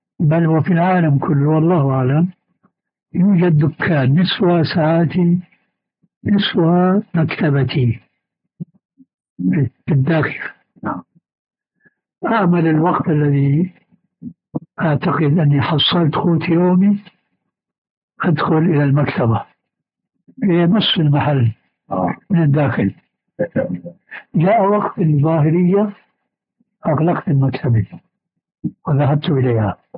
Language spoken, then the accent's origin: Arabic; Damascus, Damascus Governorate, Syria; كما يقال عندنا في دمشق